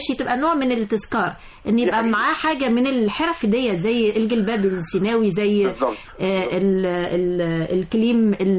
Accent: Egypt; ويمكن احنا عندنا في مصر ما فيش محافظه من محافظات جمهوريه مصر العربيه الا انها بتتمتع بحرف معينه

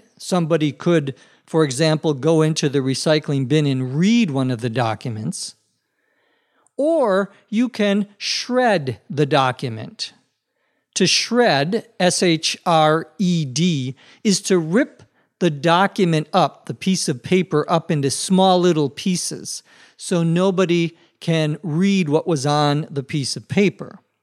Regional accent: Minnesota, United States; When I was a child growing up in Minnesota, especially out in the areas outside of the city, you would often see bonfires

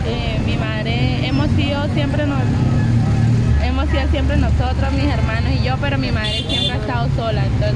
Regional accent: Tuluá, Valle del Cauca, Colombia; soy colombiana, del Valle del Cauca, Tulueña.

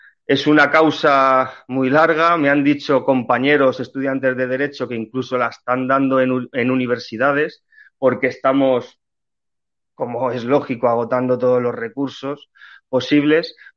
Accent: Spain; nuestro deber como españoles, como miembros de esta tierra, de este solar patrio tan importante que ha sido para el resto de la historia

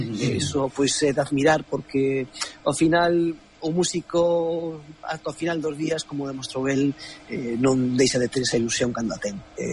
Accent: Galicia, Spain; Non somos galegos, eu considerome galego ante todo, non?

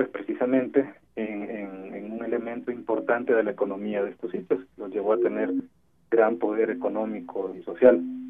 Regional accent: El Salvador; now in Mexico; No, soy salvadoreño.

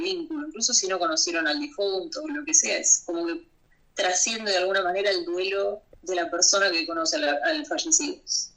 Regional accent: Buenos Aires Province, Argentina; en la ciudad de Buenos Aires y en el Gran Buenos Aires, que es de donde soy yo

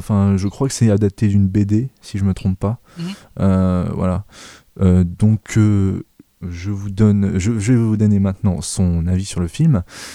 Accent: Grand Est, France; Je suis alsacien, je devrais savoir.

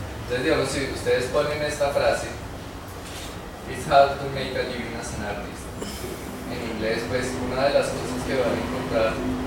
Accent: Bogotá, Bogotá D.C., Colombia; born there; artista bogotano, nací en Bogotá.

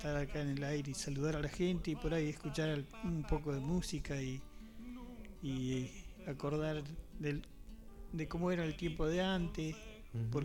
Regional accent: Cholila, Chubut, Argentina; born there; now in El Bolsón, Argentina; yo nací en Cholila y ahora por cuestiones que me vine de trabajo y estudio a estudiar y bueno, me vine a Bolsón. Primero se vino una hermana que tengo y después mi hermana me trajo para acá.

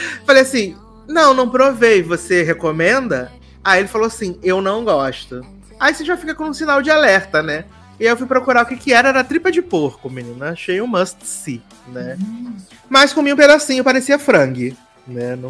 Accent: Brazil; Você, de onde você é? Eu sou do Brasil.

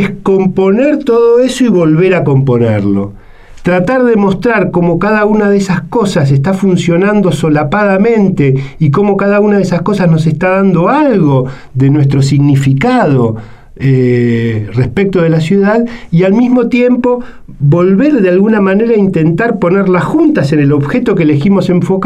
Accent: Buenos Aires, Argentina; ¿Qué es Buenos Aires para nosotros que somos de Buenos Aires?

